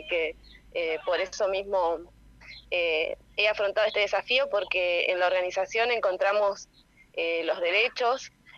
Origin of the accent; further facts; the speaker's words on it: Santa Elena, Entre Ríos, Argentina; Yo soy de Santa Elena, Entre Ríos, en el norte entrerriano, y mis bisabuelos desde 1905 se plantaron acá a hacer ladrillos, 5 generaciones, yo soy la quinta